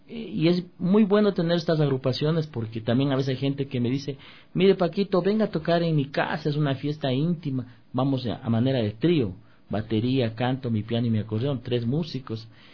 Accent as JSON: {"language": "Spanish", "town": "Riobamba", "region": "Chimborazo", "country": "Ecuador", "tie": "born there", "said": "Yo nací en Riobamba"}